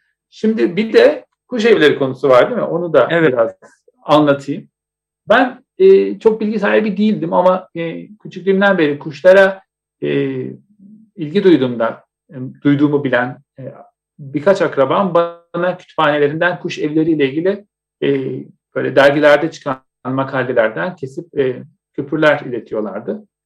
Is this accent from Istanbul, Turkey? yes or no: yes; Istanbul, Turkey; Onun için şimdi ben Etiler'de büyüdüm.